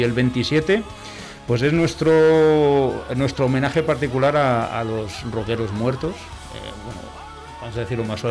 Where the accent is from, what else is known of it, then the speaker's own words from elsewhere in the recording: Burgos, Castile and León, Spain; no nos olvidamos que nosotros somos de Burgos, y entonces el proyecto nace en Burgos